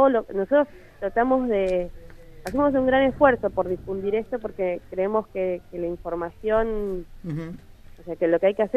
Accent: Buenos Aires, Argentina; nosotros somos la mayoría de Capital, de Capital Federal

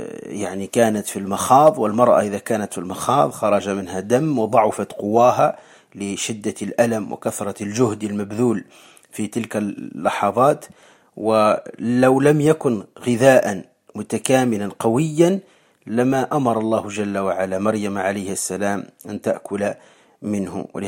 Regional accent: Morocco; والآس عندنا في المغرب ويسميه أيضا الريحان

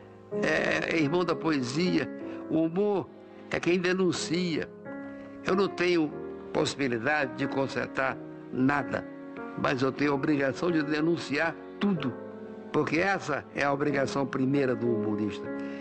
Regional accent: Rio de Janeiro, Brazil; also born or lived in Fortaleza; E a minha infância no Rio de Janeiro, dos 9 aos 15, foi péssima.

